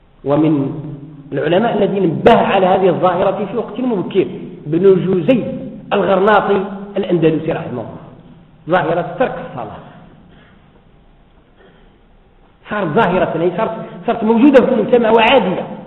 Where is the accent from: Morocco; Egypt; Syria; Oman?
Morocco; الآن عندنا في المغرب والحمد لله رمضان، كل الناس يصومون